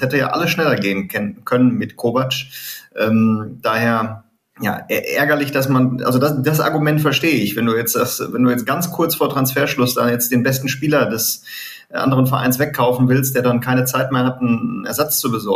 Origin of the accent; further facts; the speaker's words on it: Leichlingen, North Rhine-Westphalia, Germany; Köln nicht ganz richtig, ne? Leichlingen ist meine Heimat.